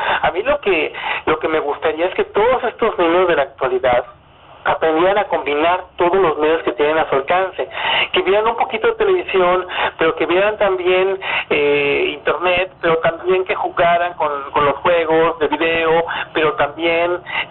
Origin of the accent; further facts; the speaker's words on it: Monterrey, Nuevo León, Mexico; Yo nací en Monterrey, yo vivía en Monterrey